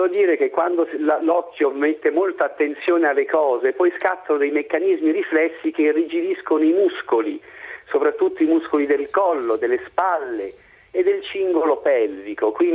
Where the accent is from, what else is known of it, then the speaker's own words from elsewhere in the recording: Rome, Lazio, Italy; Magari io romano abituato a stare ore e ore nel traffico di Roma